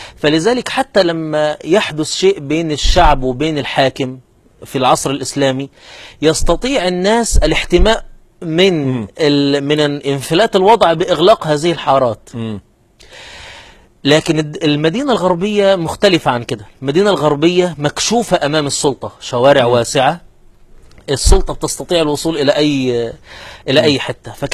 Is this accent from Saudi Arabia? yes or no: no; Qena Governorate, Egypt; انا مثلا نشأت في محافظة قنا واعرف ان العيد القومي 3 مارس